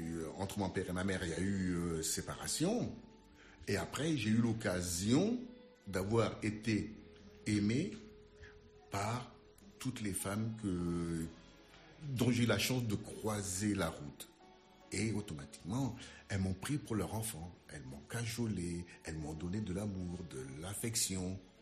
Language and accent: French; Central African Republic; moved away; also born or lived in Madagascar; je le tiens un peu de mon pays d'origine, la Centrafrique. Puisque là-bas, on écoutait surtout de la musique française... Puisque nous étions dans une colonie française.